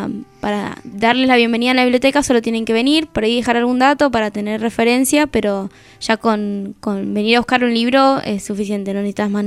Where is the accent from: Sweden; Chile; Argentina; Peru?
Argentina; La Plata, Buenos Aires Province; born there; Encima ni siquiera de La Plata, o sea, nací en La Plata, pero no viví en La Plata.